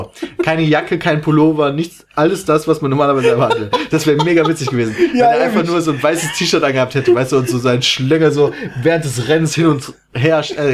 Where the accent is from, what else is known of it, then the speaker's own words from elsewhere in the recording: Germany; ich komme aus Deutschland.